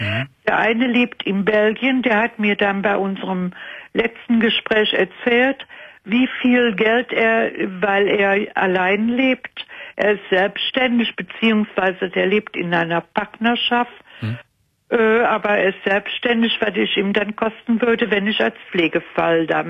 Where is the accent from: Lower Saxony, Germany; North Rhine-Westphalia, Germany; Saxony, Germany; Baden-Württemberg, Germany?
North Rhine-Westphalia, Germany; Cologne; accent: Rhenish; Ja, ich komme aus Köln.